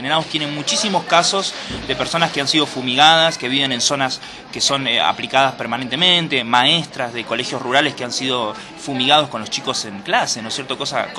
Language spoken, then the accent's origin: Spanish; Argentina; qué es lo que estaba pasando en mi país específicamente